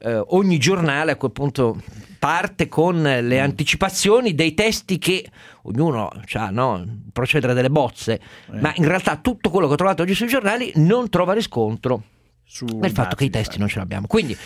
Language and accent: Italian; Piedmont, Italy; da piemontese, lasciatemi ricordare